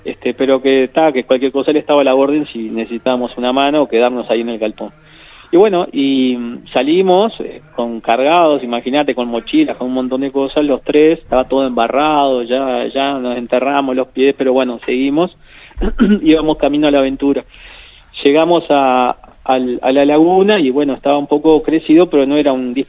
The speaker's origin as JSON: {"language": "Spanish", "town": "Mercedes", "region": "Soriano", "country": "Uruguay", "also_born_or_lived": "Durazno / San José / Tacuarembó", "said": "yo soy de Mercedes, pero viví hasta los 6 años y después a mi padre lo trasladan ahí a Durazno, que era gerente del banco comercial, y yo viví en Durazno 5 años"}